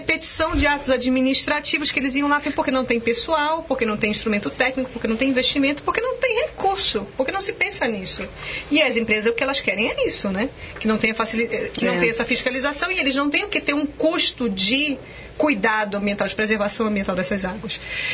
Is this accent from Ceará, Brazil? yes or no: no; Manaus, Amazonas, Brazil; Como é que no Brasil, eu sou de Manaus, né? Sou lá da Amazônia, muita água, água cruzando a cidade.